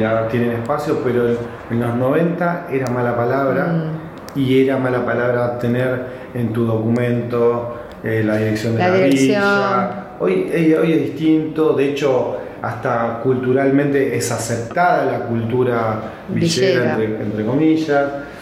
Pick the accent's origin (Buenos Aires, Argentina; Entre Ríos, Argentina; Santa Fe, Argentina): Buenos Aires, Argentina; Y yo soy porteño, igual que … ¿entendés?